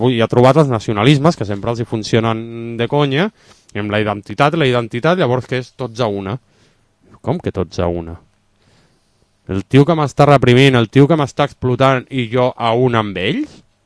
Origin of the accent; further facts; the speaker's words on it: Barcelona, Catalonia, Spain; born there; Si jo si sóc català o barceloní, és per, entre altres motius, perquè he nascut aquí. En una regió que la gent li diu Catalunya.